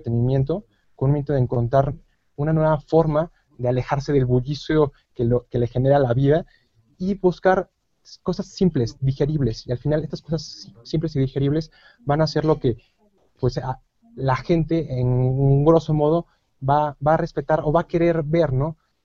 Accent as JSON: {"language": "Spanish", "country": "Mexico", "said": "que es una cultura que tenemos muy marcada nosotros como mexicanos"}